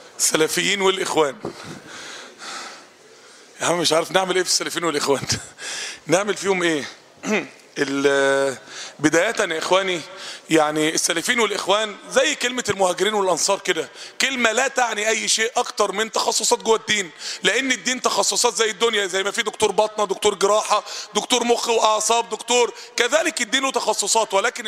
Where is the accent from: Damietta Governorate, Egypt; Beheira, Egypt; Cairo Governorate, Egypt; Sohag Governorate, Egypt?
Cairo Governorate, Egypt; Cairo; لما بقول انا قاهري معناها ان انا مش مصري؟ لا، انا قاهري من مصر.